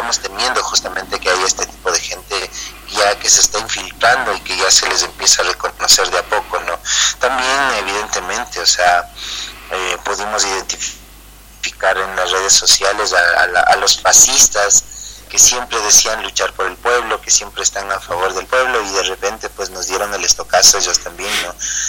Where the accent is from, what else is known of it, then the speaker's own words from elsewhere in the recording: Ecuador; como pueblo ecuatoriano